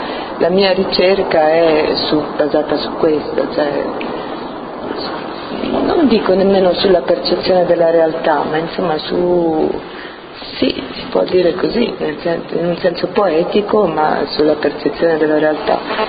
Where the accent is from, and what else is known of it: Rome, Lazio, Italy; born there